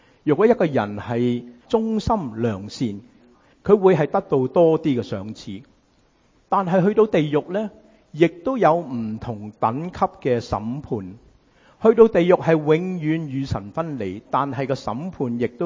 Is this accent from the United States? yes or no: yes; United States; 因为我哋美国人好中意讲华氏。